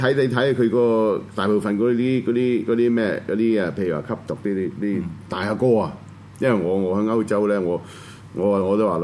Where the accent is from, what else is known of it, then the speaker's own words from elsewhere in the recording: China; 我根本唔嚇，我係中國人